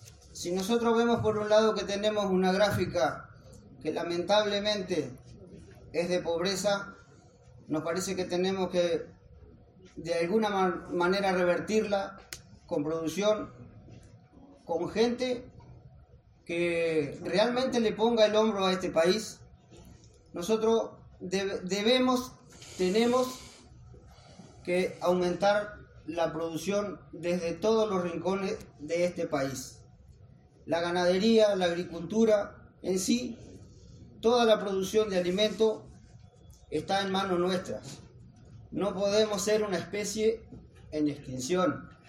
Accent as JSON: {"language": "Spanish", "region": "Cerro Largo", "country": "Uruguay", "said": "soy de Cerro Largo, colono en la colonia Wilson Ferreira, Yunate, productor instalado y radicado ahí en el predio."}